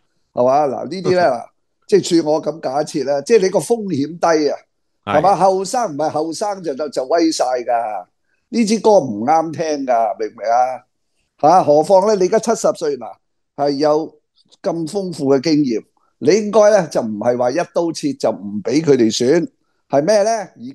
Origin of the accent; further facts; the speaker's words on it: Hong Kong; 因为我哋香港人井水不犯河水